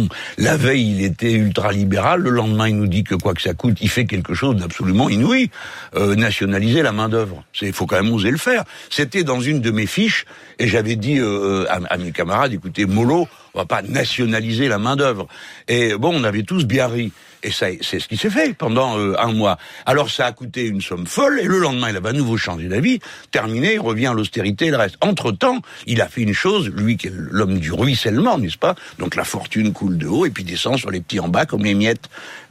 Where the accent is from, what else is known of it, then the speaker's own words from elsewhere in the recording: France; Cependant, nous sommes français, hein, donc nous jugeons d'après nos manières de voir.